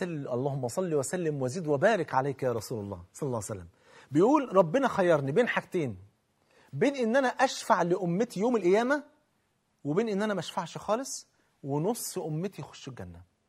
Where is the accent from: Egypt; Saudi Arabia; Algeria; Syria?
Egypt; عندنا في مصر